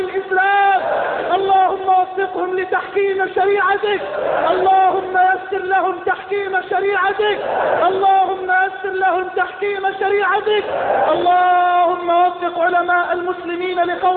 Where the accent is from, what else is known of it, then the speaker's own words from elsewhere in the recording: Egypt; اللهم اجعل بلدنا مصر واحة للأمن والأمان،